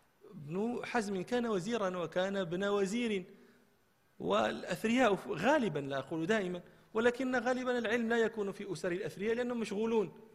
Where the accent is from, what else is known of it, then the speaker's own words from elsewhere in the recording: Marrakesh, Marrakesh-Safi, Morocco; احنا كان عندنا في مراكش شاعر مشهور